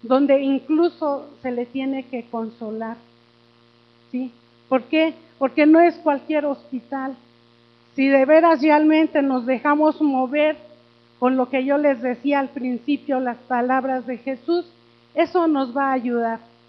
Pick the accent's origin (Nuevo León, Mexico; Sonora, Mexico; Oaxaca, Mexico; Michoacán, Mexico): Oaxaca, Mexico; soy indígena, aunque soy de la Sierra de Oaxaca, soy indígena también.